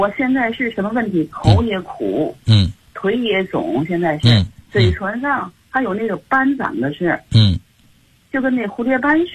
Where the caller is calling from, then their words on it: Tianjin, China; 我来自天津的学友。